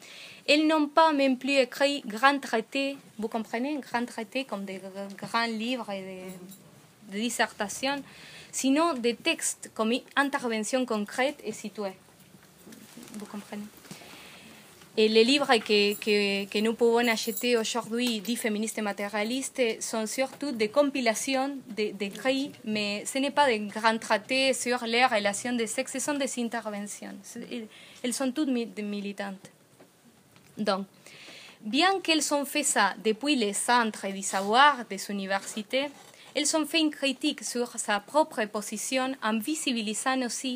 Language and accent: French; Argentina; Je viens d'Argentine où nous sommes tous en colère.